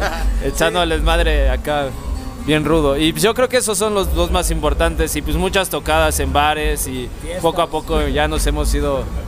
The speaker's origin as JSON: {"language": "Spanish", "country": "Mexico", "said": "Pero en el sentido de que nosotros como mexicanos"}